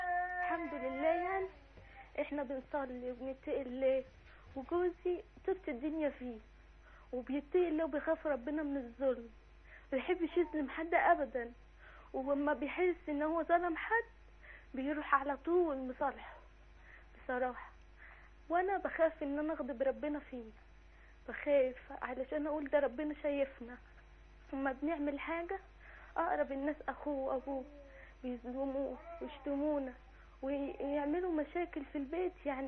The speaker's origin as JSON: {"language": "Arabic", "town": "Cairo", "region": "Cairo Governorate", "country": "Egypt", "said": "انا من القاهره"}